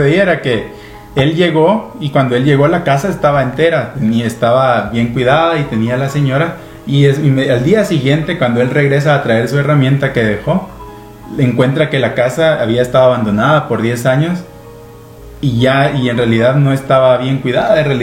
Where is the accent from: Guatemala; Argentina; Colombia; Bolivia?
Guatemala; Es un libro que, como guatemaltecos, es bueno que lo tengamos.